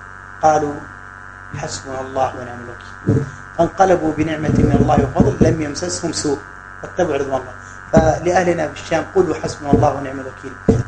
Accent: Mecca, Makkah Province, Saudi Arabia; ما أتينا نحن من مكة وأتى غيرنا من كذا وكذا

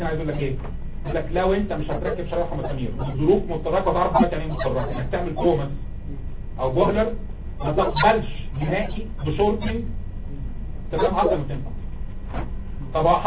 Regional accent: Egypt; عندنا في مصر ما بتبقاش طفل فيزيكال ايجيبشن انفانت لو مش بتعيط 24 ساعه

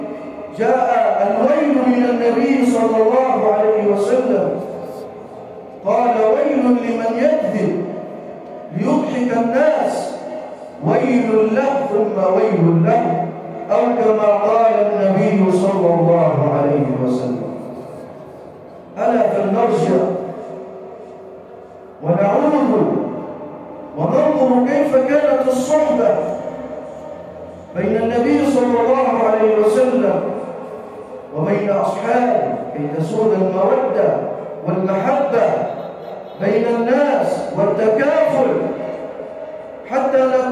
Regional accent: Egypt; واجعل بلدنا مصر راحة للامن والامان

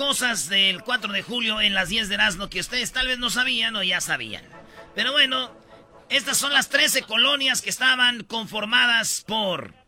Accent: Atlanta, Georgia, United States; Atlanta. I'm from Atlanta. O sea, soy de Atlanta.

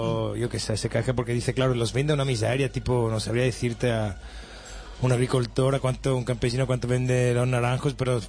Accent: northern Italy, Italy; yo soy del norte de Italia y no hay naranjos porque es bastante más frío y más húmedo

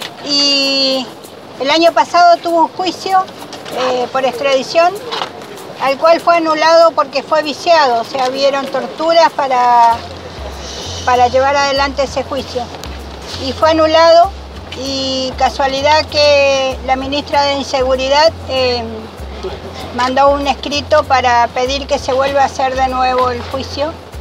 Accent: Bariloche, Río Negro, Argentina; Y eso, de donde yo vengo, en Bariloche, no pasa hace más de...

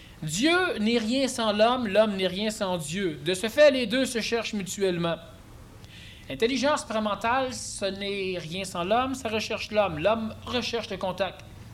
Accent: Quebec, Canada; Tu sais, on est Québécois, nous, mais on est très Américains.

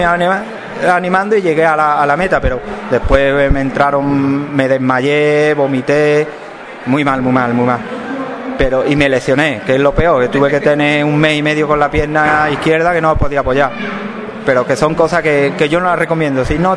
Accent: Spain; tuve que volver a España y corrí la de mi pueblo, que yo soy, como bien ha dicho, de Aral

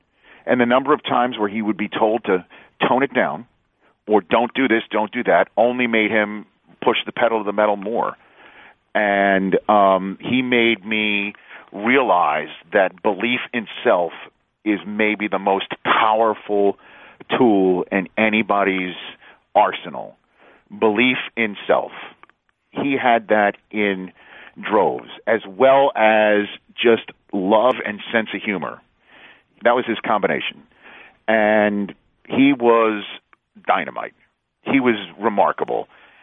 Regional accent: New York City, New York, United States; You know, he had some Chicago and North Carolina, and I'm from New York City

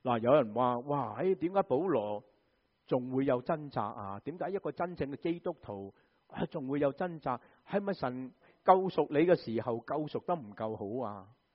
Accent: Guangdong, China; 我们广东人就会怎么说啊？

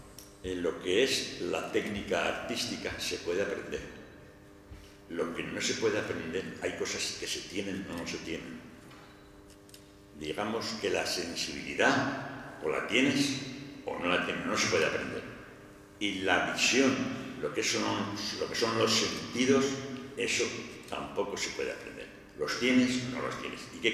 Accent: Aragon, Spain; Pues como es natural, yo sigo siendo aragonés

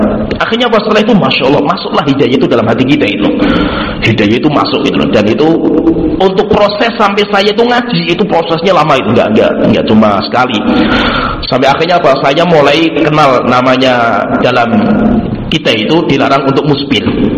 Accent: Tengaran, Central Java, Indonesia; saya itu aslinya itu lahirnya Kabupaten Semarang, yaitu kampung saya itu dulu Kabupaten Semarang. Tengaran itu kayak Aisyah Tengaran itu kan Kabupaten, bukan Salatiga, Kabupaten.

